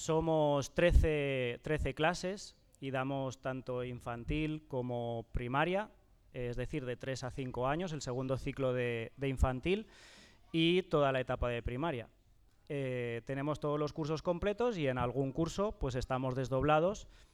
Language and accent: Spanish; Teruel, Aragon, Spain; now in Fustiñana, Spain; Entonces yo vine aquí hace 3 cursos, este es mi tercer curso, y de Fustiñana conocía cuando llegué muy poquito, porque acabé recién llegado de Aragón